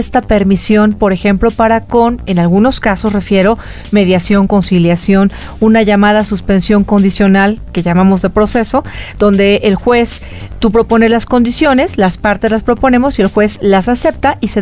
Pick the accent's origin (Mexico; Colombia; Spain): Mexico; Como ciudadana mexicana, te quiero decir, corazón